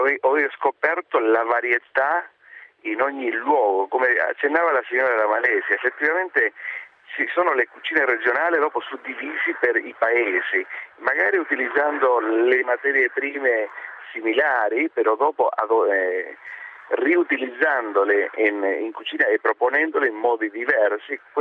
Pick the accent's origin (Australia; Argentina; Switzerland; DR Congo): Argentina; moved away as an adult; now in Ferrara, Italy; io sono nato in Argentina, ho vissuto fino ai 22 anni.